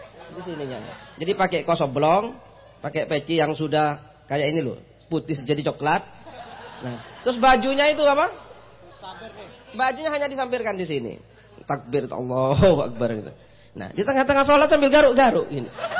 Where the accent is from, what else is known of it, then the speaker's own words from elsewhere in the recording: East Java, Indonesia; Saya dengan beliau ini kan berasal dari asalnya jelas berbeda. Saya Madura